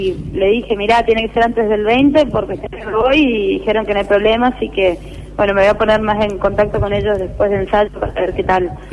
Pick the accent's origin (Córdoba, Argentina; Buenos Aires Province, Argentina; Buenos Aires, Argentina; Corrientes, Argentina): Corrientes, Argentina; obviamente de dónde soy, que yo digo soy de Corrientes